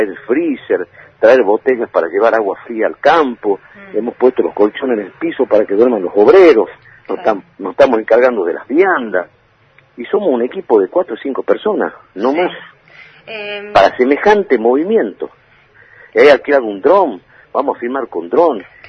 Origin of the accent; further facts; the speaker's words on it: Tartagal, Salta, Argentina; Yo me siento indignado con mi pueblo. Yo salí de Tartagal en total indiferencia, sin comunicar nada a nadie.